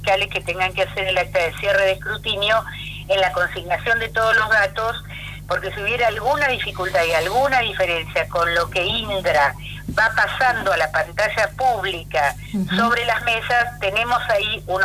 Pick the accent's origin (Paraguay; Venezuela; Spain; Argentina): Argentina; San Isidro, Buenos Aires Province; yo soy de San Isidro